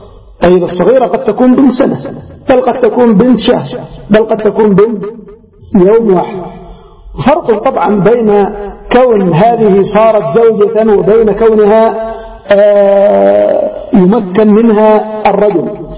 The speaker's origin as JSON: {"language": "Arabic", "country": "Yemen", "said": "وعندنا في اليمن على سبيل المثال الزواج المبكر"}